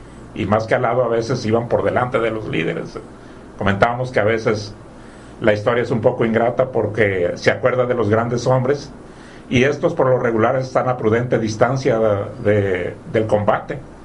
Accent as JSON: {"language": "Spanish", "country": "Mexico", "said": "algunas características que nos identifican o que hace que nos identifiquemos como mexicanos, de la nación o de la patria mexicana"}